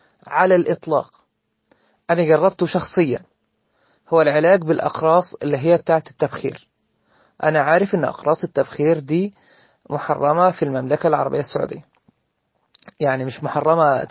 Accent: Egypt; فاحنا بغض النظر عن ان انا مثلا مصري

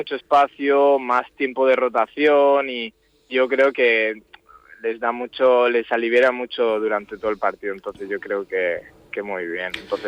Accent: Mahón, Balearic Islands, Spain; Sí, soy de aquí, llevaba 8 años fuera, pero sí, soy de Mahón, de toda la vida.

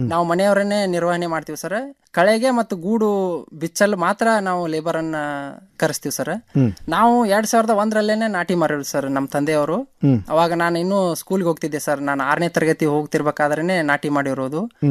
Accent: Hirur, Karnataka, India; ನಮ್ದು ಬೆಳಗಾವಿ ಜಿಲ್ಲೆಯ ಸವದತ್ತಿ ತಾಲೂಕಿನ ಹಿರೂರು ಗ್ರಾಮ ಸರ್.

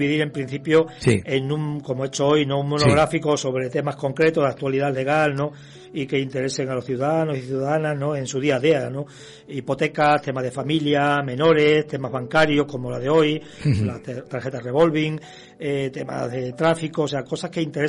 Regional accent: Badajoz, Extremadura, Spain; moved away as an adult; nací y soy de Badajoz, de Extremadura. Uh-huh. Y hace unos 5 años que salí

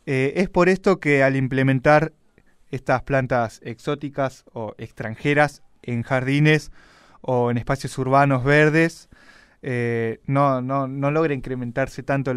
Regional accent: Chaco, Argentina; Yo soy del Chaco, por ejemplo, no, sí, me muevo acá porque acá ya no es Chaco.

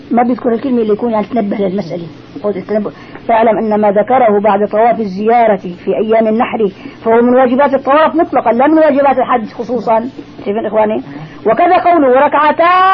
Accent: Damascus, Damascus Governorate, Syria; والعادي نحن عندنا بدمشق

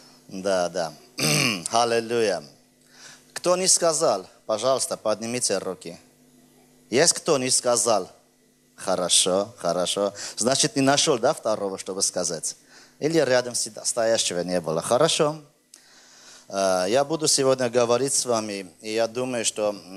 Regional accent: Armenia; Знаешь, я армянин.

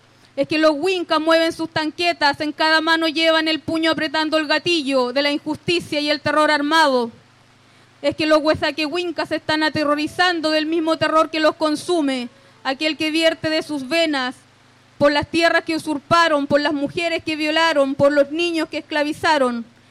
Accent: Boyeco, Araucanía, Chile; yo soy del territorio de Boyeco.

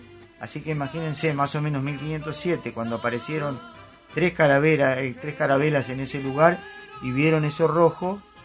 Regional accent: Argentina; yo soy argentino y voy a veranear a Argentina y voy a Mar del Plata

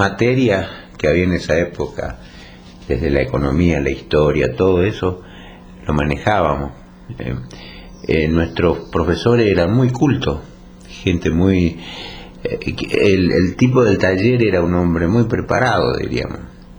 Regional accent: Chaco, Argentina; vida infantil surgió allá en el Chaco. Yo nací en el Impenetrable. Mi padre era... ellos eran agricultores.

